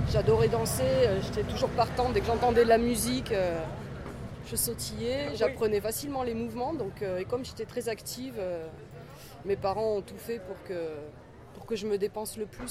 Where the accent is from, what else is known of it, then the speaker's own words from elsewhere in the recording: France; J'ai grandi en France.